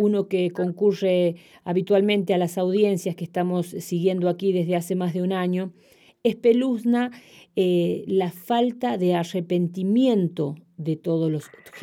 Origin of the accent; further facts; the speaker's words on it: La Rioja, Argentina; hemos dado un gran paso como pueblo riojano porque había cosas que todavía en La Rioja no se podían hablar